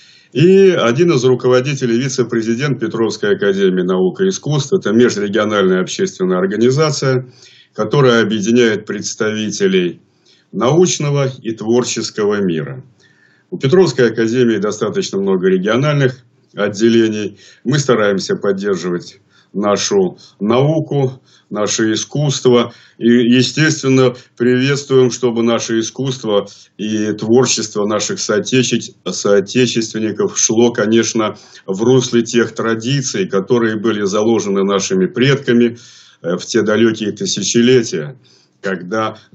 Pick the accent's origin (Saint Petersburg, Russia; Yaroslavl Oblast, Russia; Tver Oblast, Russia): Saint Petersburg, Russia; born there; но бабушка с дедушкой у меня из Витебской области. Сам я родился в Ленинграде.